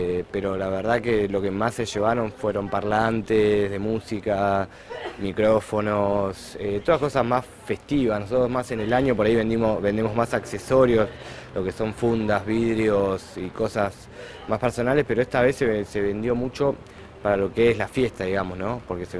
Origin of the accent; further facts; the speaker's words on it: Cañuelas, Buenos Aires Province, Argentina; Soy acá de Cañuelas